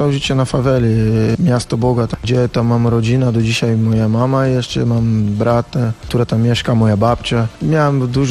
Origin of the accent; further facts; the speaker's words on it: Rio de Janeiro, Brazil; Polish is a second language; moved away as an adult; jestem Brazylijczykiem i przyjechałem do Europy szukać klub i agencja niemiecka mnie ściągała z Brazylii. Jestem, wiesz, karioka, tak się mówi na ludzi, które mieszka w Rio.